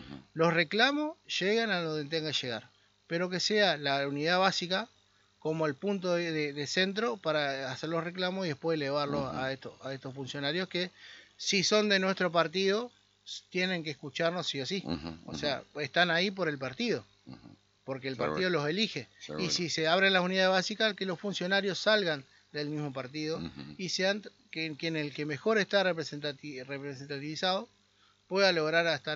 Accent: Argentina; Somos argentinos, hay que salir de adelante.

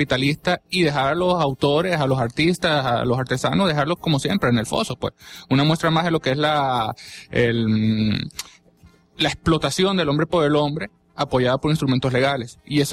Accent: Venezuela; creo que todos como venezolanos tenemos que una responsabilidad en darle mucha prioridad a todo esto.

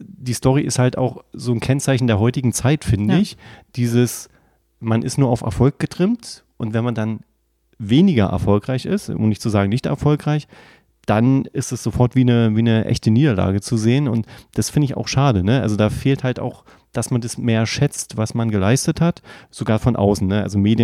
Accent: Berlin, Germany; weil wir kommen aus Berlin, wir können davon ein Lied singen, ne?

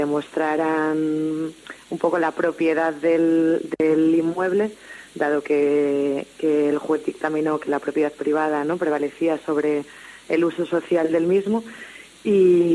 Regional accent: Asturias, Spain; nosotras somos el pueblo asturiano

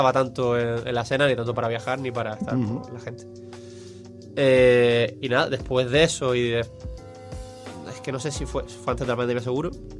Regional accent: Spain; Que el único español era yo.

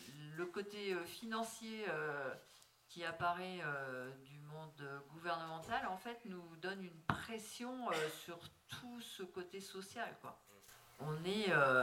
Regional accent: Auvergne-Rhône-Alpes, France; moi, je viens d'une commune de l'Ouest lyonnais, un peu une ville dortoir. Il y a 9000 habitants.

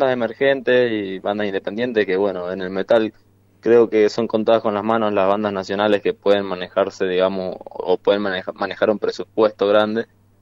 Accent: San Juan, Argentina; yo soy de San Juan, así que vamos a encontrar viejos amigos

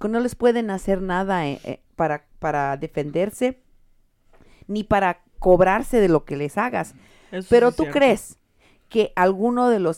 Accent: Mexico; now in United States; la mayoría de los católicos de este país somos mexicanos, no bolillos.

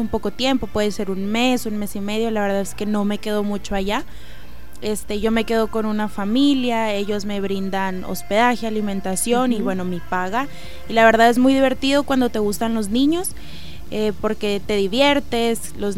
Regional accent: Mexico; en México sí es como... Es mejor, ahí trabajo con... Sí, viva, claro, México. Porque estoy en mi país

